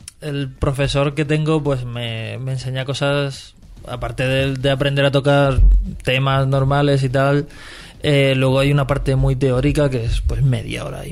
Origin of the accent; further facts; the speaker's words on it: Region of Murcia, Spain; hablo continuamente de que soy murciano